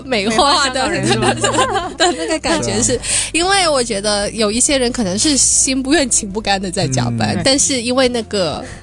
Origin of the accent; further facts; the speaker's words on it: Hunan, China; now in Hong Kong; 就像我是湖南来的，我就在香港可以吃到湖南菜